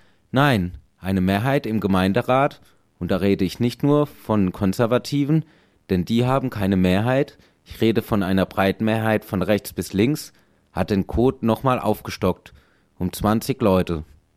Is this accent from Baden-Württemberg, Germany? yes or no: yes; Karlsruhe, Baden-Württemberg, Germany; Ich komme von hier aus der Südstadt und bin schon ganz viele Jahre hier in Karlsruhe